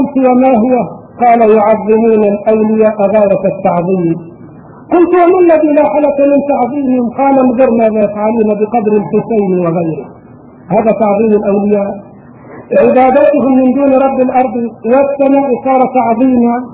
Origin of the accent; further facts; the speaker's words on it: Egypt; واذكر ايام اقامتي هناك وكم في بلادي مصر من صالحين